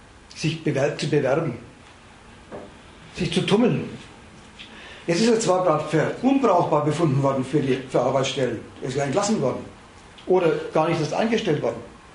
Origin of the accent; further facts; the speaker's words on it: Dresden, Saxony, Germany; ich rede als Dresdnerin, das kann man also auch leipzigerisch sagen und erfurterisch